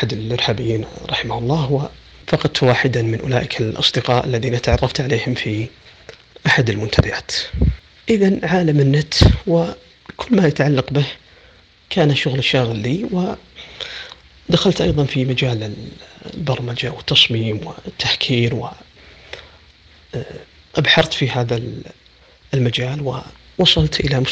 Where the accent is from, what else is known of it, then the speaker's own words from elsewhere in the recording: Riyadh, Riyadh Province, Saudi Arabia; من محافظة فيفا جنوب السعودية، لكن الولادة والنشأة والدراسة والإقامة في الرياض، من مواليد 1405 في شهر 8 الموافق 1985 ميلادي